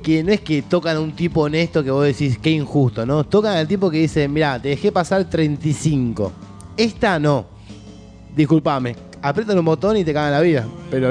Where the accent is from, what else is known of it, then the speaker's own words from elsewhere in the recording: Argentina; Mal, pero somos argentinos